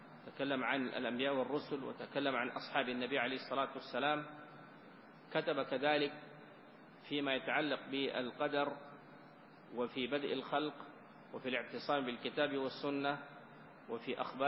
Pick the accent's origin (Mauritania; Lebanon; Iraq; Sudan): Sudan; وإن كان بلدنا السودان يعني فقيرا من مثل هذه المخطوطات